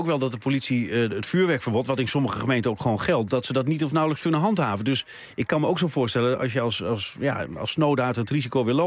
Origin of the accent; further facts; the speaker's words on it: Hoogeveen, Drenthe, Netherlands; born there; ik ken het, vlakbij Hogeveen, waar ik geboren ben.